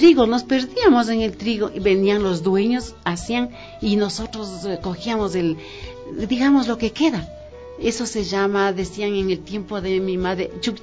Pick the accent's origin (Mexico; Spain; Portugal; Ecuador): Ecuador; Quito, Pichincha; yo me crié en mi barrio, salí de aquí del Girón, que se llama el barrio donde yo nací. A los 11 años yo me fui de aquí al Batán. Yo viví en la subida a Villavista. Bien. Yo me crié con las familias mejores de Quito, porque éramos los únicos pobres.